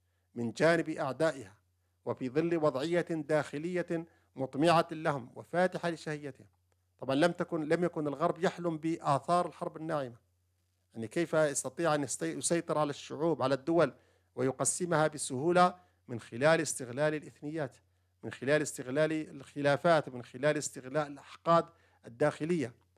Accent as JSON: {"language": "Arabic", "country": "Yemen", "said": "ومن ذلك في بلدنا اليمن"}